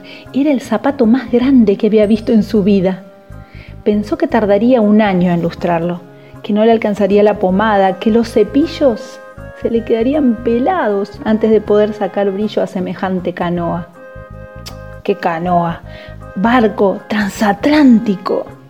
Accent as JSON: {"language": "Spanish", "town": "Villa Carlos Paz", "region": "Córdoba", "country": "Argentina", "said": "de Villa Carlos Paz, Córdoba, docente y narradora oral."}